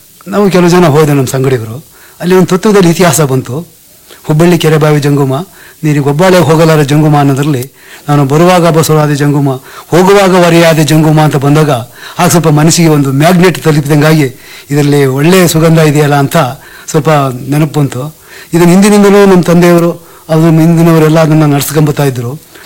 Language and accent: Kannada; Kattalli, Karnataka, India; ದುದ್ದಾ ಹೋಬಳಿ, ಕಟ್ಟಳ್ಳಿ ಅಂತ.